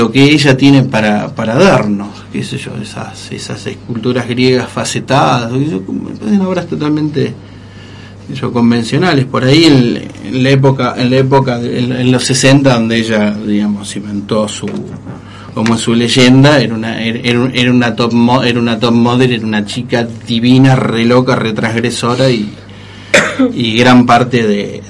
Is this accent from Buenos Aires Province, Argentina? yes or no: yes; San Nicolás de los Arroyos, Buenos Aires Province, Argentina; yo medio me crié en San Nicolás de los Arroyos, provincia de Buenos Aires, más allá de mi sangre y mi alma rosarina. He vivido una especie de purgatorio infanto-adolescente en San Nicolás.